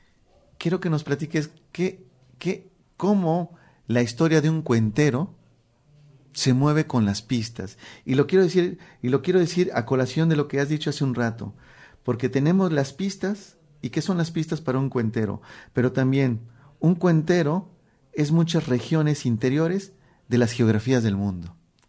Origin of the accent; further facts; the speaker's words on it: Mexico City, Mexico; yo soy mexicano, soy de la Ciudad de México